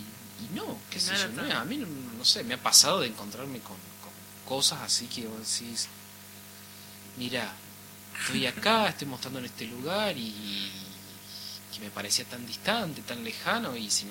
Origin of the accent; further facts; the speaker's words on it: Córdoba, Argentina; No es mi lugar, yo no soy cordobés, soy del sur de Córdoba